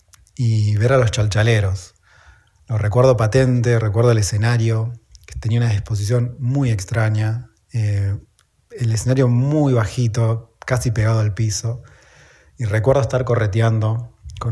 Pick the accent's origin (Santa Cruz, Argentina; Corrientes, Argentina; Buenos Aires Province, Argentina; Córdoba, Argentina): Santa Cruz, Argentina; Pico Truncado; el Festival Austral del Folclore que se hace acá en mi pueblo, en Pico Truncado, Santa Cruz, en la Patagonia.